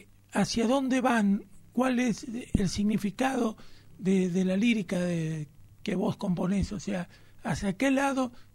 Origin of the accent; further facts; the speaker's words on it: Argentina; A los que no te conocemos, que somos de la Argentina